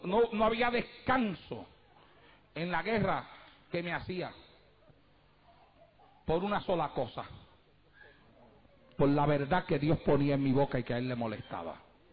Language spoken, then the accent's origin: Spanish; Puerto Rico; moved away; Cuando yo llegué aquí desde Puerto Rico, que comencé a predicar esta palabra